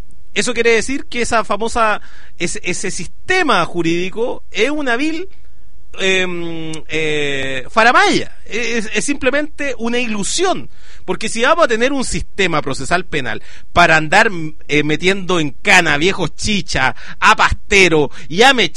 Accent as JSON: {"language": "Spanish", "country": "Chile", "said": "me parece como chileno que en el sistema en el cual estamos, la clase dirigente no come ni deja comer"}